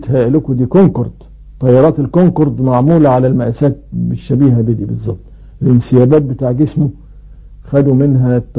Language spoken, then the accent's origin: Arabic; Egypt; ومن العيلة دي برضو طائر ابو اردان عندنا في مصر